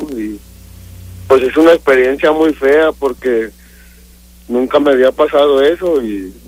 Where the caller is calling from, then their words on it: Odessa, Texas, United States; Eso me pasó aquí en Odessa.